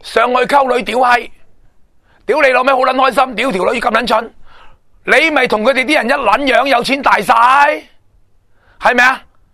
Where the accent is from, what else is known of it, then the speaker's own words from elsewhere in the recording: Hong Kong; 系我哋香港人嘅榜样